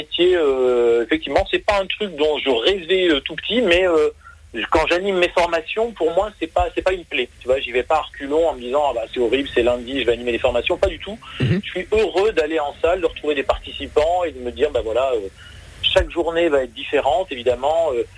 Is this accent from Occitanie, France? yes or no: yes; Montpellier, Occitanie, France; Moi, je suis de Montpellier à l'origine.